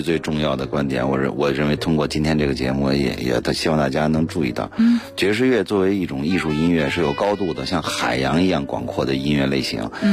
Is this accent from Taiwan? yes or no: no; Beijing, China; 因为我生在这儿，长在这儿。